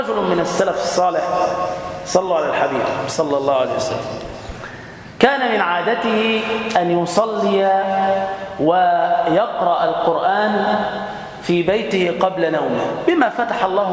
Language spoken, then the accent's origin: Arabic; Damietta, Damietta Governorate, Egypt; أسأل الله تعالى أن يبارك في بلدتنا دمياط وفي أهلها وفي سكانها